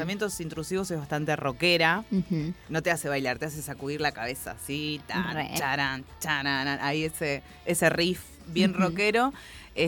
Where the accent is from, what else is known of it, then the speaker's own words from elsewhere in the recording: Villa Elisa, Buenos Aires Province, Argentina; yo me crié en Villa Elisa también.